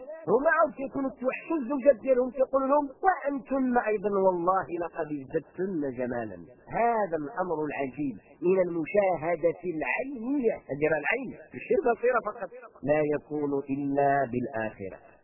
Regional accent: Morocco; احنا عندنا في المغرب لأنه قضية جغرافية، عندنا في المغرب الشرقي والغربي، الغربي كيجي مزيان والشرقي كيجي حار

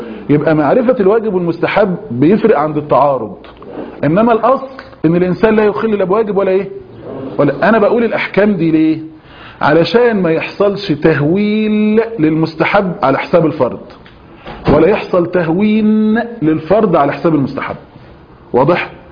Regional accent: Egypt; واحنا عندنا في مصر بفضل الله عز وجل

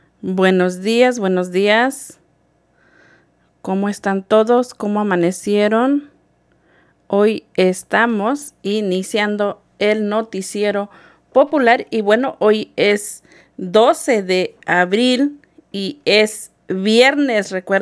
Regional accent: Mexico; yo soy de México y en México pues se acostumbra a festejar el santo y el cumpleaños

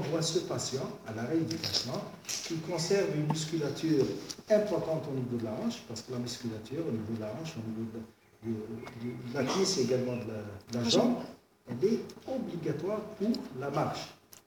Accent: Algeria; Parce que chez nous, en Algérie, on n'a pas, si vous voulez, des statistiques.

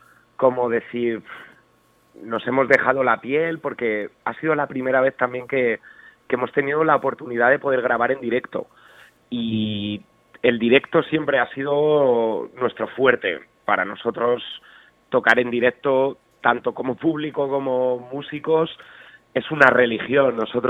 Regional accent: Community of Madrid, Spain; yo soy del barrio de La Lima

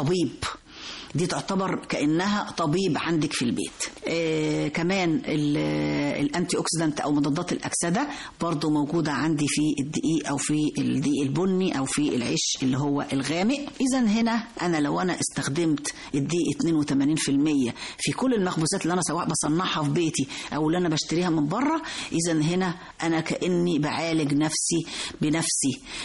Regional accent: Egypt; طبعا احنا معظمنا كمصريين بنفضل قوي الرغيف الأبيض

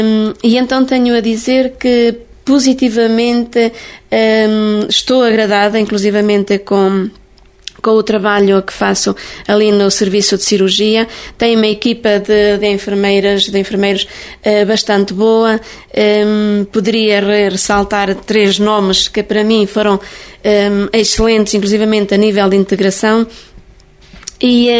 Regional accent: Timor-Leste; now in Portugal; Eu vim de Timor-Leste passado 3 anos e meio, trabalhei num lar de idosos em Trancoso 4 anos e meio

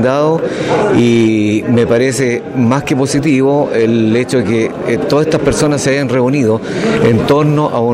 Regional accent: Los Lagos, Chile; Yo vengo de Los Lagos, ¿cierto?, a nombre de mi coordinadora, que allá tenemos una larga lucha de ya más de 8 años.

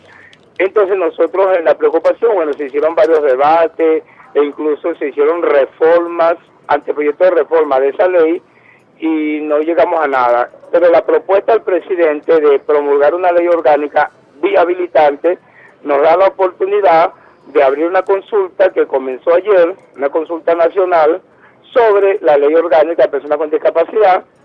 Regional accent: Venezuela; somos venezolanos todos y todas.

